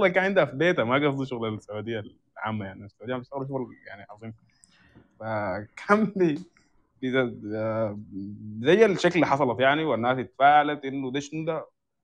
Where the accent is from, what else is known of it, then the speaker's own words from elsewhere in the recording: Sudan; فاحنا بنكون هسه شايفين الاصهار المعماري عندنا في السودان مقتصر على موضوع الصور